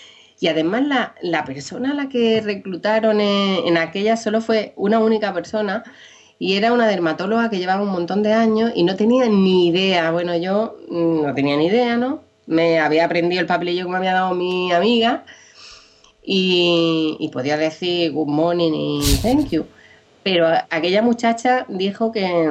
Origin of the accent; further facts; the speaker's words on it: Almería, Andalusia, Spain; moved away as an adult; now in United Kingdom; En Almería, en Torre Cárdenas, porque yo soy de Almería, sí.